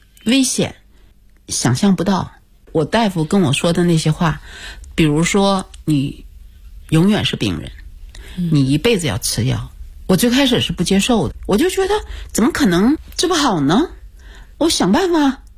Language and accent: Chinese; China; 因为日语当中它叫胶原病，我们中国人谁都没听说过